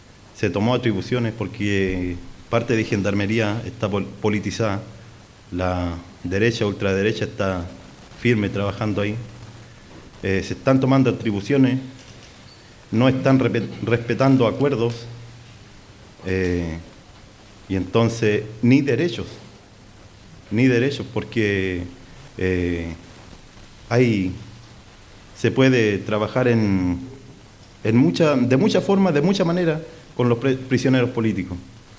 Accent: Araucanía, Chile; no solamente yo vengo de Malleco

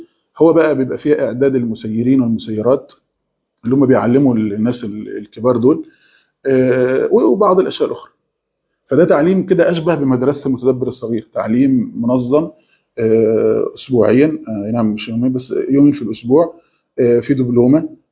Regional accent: Egypt; في اجازه اللي هي نص السنه عندنا في مصر

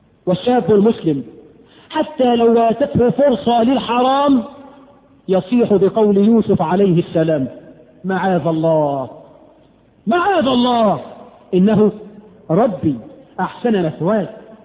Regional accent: Egypt

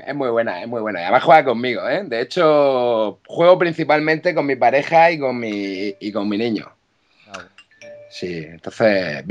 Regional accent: Cartagena, Region of Murcia, Spain; now in Barcelona, Spain; soy de Cartagena, pero vivo en Barcelona actualmente.

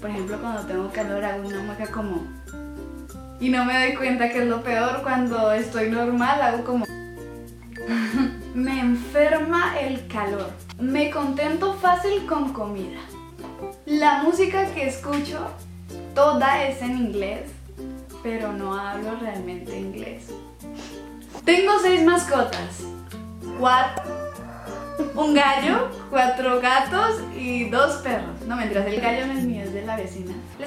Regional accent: Colombia; Nací el 27 de febrero de 1998. Soy orgullosamente colombiana.

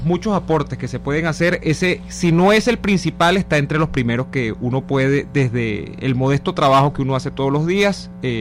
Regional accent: Venezuela; Voy a hacer un comentario que me veo obligado como venezolano a hacer

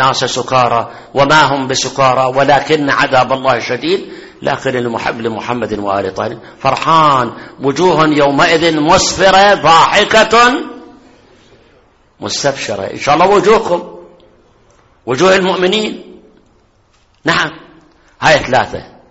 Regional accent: Iraq; المدارس الحكومية عندنا بالعراق واضح، ما أدري هنا

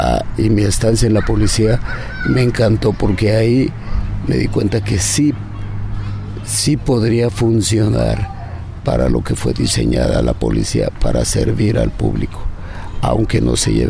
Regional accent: State of Mexico, Mexico; crecí en un pueblo. Yo nací en la Ciudad de México, pero mis padres me llevaron al estado, que son pueblos. Era un pueblo, era como un barrio, pero no un barrio de ciudad, sino un barrio de donde hay una casa por aquí, otra casa por allá

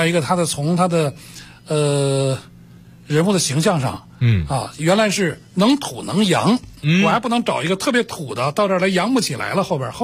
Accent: Beijing, China; 我们北京人缺根筋啊

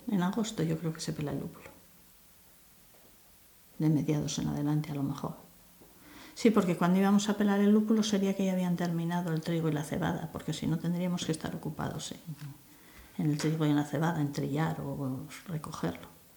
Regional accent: Devesa, Spain; Y estas todas somos de Devesa, mayores y más pequeños, todos.

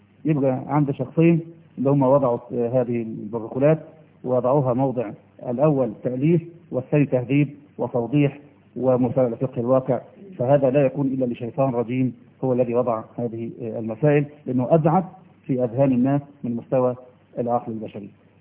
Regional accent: Egypt; إحنا مصريين عقولنا متربية

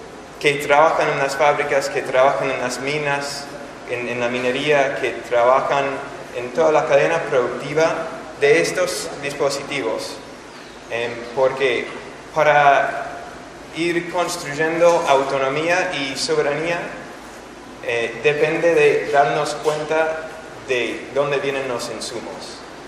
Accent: the South, United States; Spanish is a second language; Vengo desde el sur de Estados Unidos. Esto ya es mi cuarta vez en Argentina.

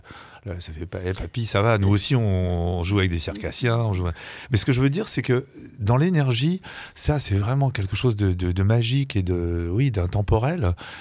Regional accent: France; born there; je suis fils de parents émigrés polonais et juifs. Je suis né en France

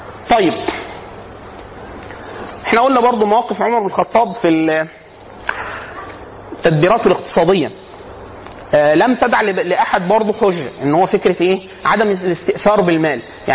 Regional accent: Upper Egypt, Egypt; now in Cairo, Egypt; انا عشان اصلا من الصعيد مثلا

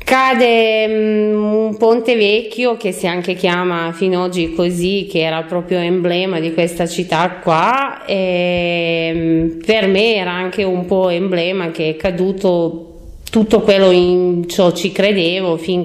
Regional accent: Mostar, Federation of Bosnia and Herzegovina, Bosnia & Herzegovina; Italian is a second language; now in Italy; Ok, allora io arrivo, sono cittadina croata, però arrivo da Mostar, che si trova in Bosnia e Erzegovina, ex Jugoslavia

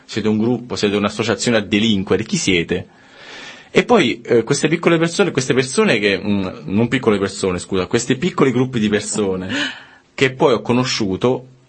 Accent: Sora, Lazio, Italy; born there; io sono nato a Sora, in provincia di Frosinone, perché io abito nel confine tra Lazio, tra Abruzzo e Lazio.

